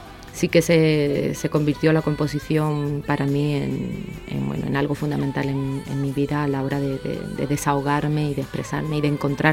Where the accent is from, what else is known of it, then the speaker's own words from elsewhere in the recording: Cádiz, Andalusia, Spain; yo soy de Cádiz y mi tierra es muy pequeñita, no hay allí industria discográfica